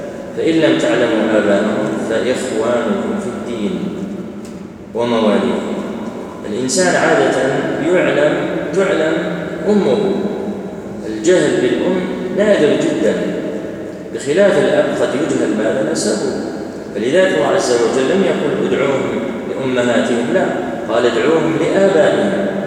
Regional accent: Algeria; احنا عندنا في الجزائر

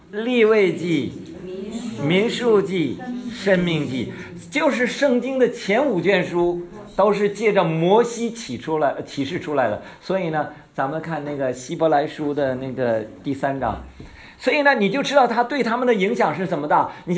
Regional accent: China; 这咱都是中国人哈，咱们在座都是大陆的吧哈，没有台湾的，没有台湾。

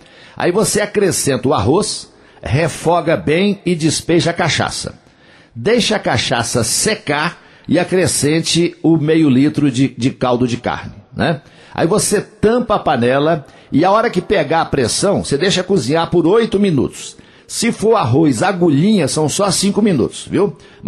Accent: Coromandel, Minas Gerais, Brazil; lá na minha terra, lá em Coromandel, no Parque de Exposições Antônio Dagger.

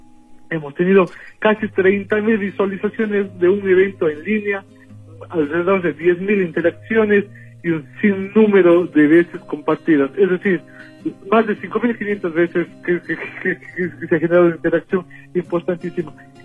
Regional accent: Ecuador; now in Spain; lo que somos los ecuatorianos capaces del mundo

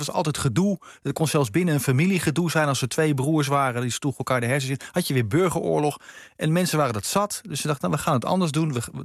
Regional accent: Gelderland, Netherlands; Ik ben geboren en getogen Gelderlander.

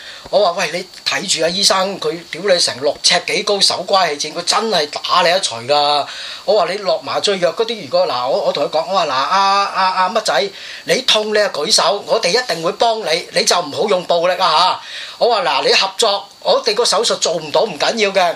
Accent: Hong Kong; 我哋香港人嘅政治教育已經少。

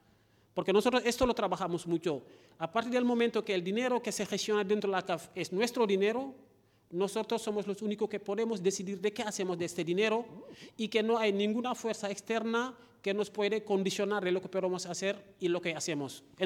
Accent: Senegal; Soy de Senegal y ahí lo llamamos tontín.

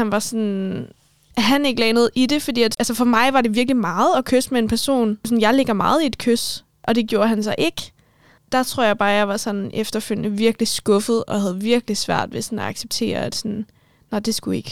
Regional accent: Capital Region of Denmark, Denmark; Jamen, jeg er opvokset på Bornholm, og de første 8 år af mit liv, der boede jeg hos min mor.

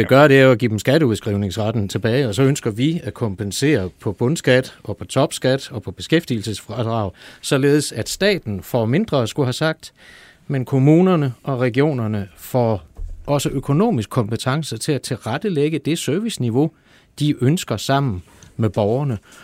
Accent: Germany; Danish is a second language; now in Denmark; Nu er jeg jo tysker, så jeg kender jo til alt det der med at have mange beslutningslag

